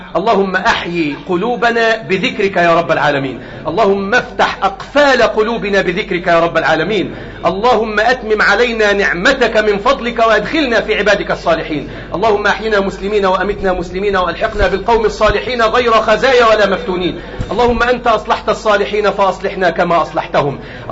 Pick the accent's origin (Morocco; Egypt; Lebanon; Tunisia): Egypt; اللهم احفظ بلدنا مصر